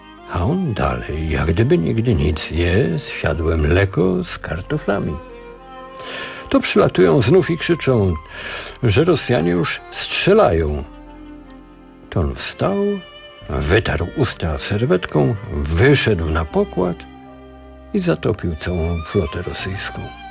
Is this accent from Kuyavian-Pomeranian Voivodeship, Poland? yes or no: no; Warsaw, Masovian Voivodeship, Poland; Ja z Warszawy.